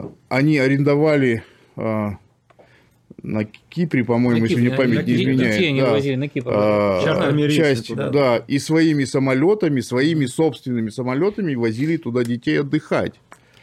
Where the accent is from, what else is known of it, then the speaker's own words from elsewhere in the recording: Kurgan, Kurgan Oblast, Russia; born there; Я просто сам из Курганской области, да, я в Кургане родился.